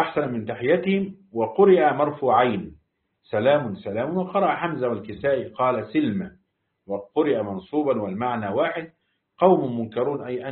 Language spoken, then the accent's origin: Arabic; Egypt; وعندنا في مصر مثل يقول لاقيني ولا تغديني